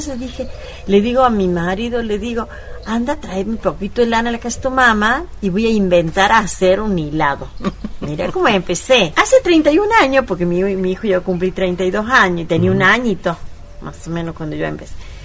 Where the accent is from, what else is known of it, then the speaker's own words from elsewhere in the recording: San Francisco del Chañar, Córdoba, Argentina; soy también de acá abajo el molino, no he sido de acá yo vengo del norte de Córdoba, el departamento Sobremonte, límites con Santiago del Estero, de San Francisco del Chañar, y vengo acá ya casada